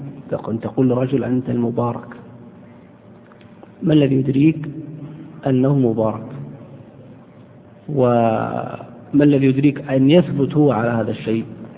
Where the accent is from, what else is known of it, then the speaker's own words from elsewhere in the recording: Saudi Arabia; بل إني سمعت مرة أحد الشباب يلقي قصيدة شعر بين يدي أحد الدعاة عندنا في السعودية